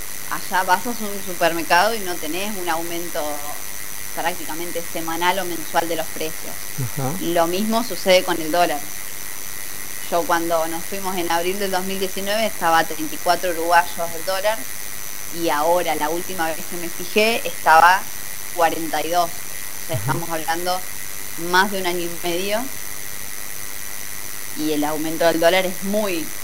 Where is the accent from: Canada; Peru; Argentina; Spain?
Argentina; Buenos Aires; Yo llegué diciendo, yo soy porteña